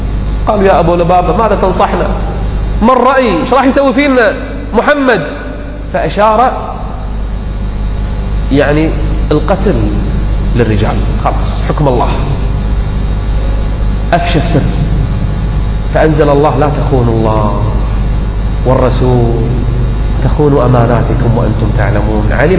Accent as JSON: {"language": "Arabic", "country": "Kuwait", "said": "العام الماضي عندنا بالكويت"}